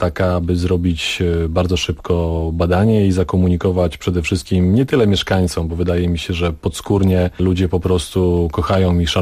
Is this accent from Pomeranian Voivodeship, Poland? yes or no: yes; Jodłowno, Pomeranian Voivodeship, Poland; also born or lived in Gdańsk / Kartuzy; Urodziłem się w Gdańsku. Mama podjęła decyzję, że powinienem się urodzić w Gdańsku. W Kartuzach zamieszkałem w 1986 roku, natomiast wcześniej mieszkałem w niewielkiej miejscowości Jodłowno. Rodzice byli pracownikami leśnymi, więc mieszkaliśmy w takiej miejscowości, która była osadą leśną.